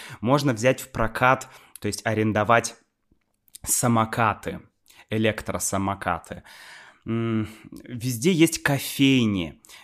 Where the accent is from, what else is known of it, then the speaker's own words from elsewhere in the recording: Saint Petersburg, Russia; я из Питера, там все такое культурное, а здесь Краснодар, и здесь деревня.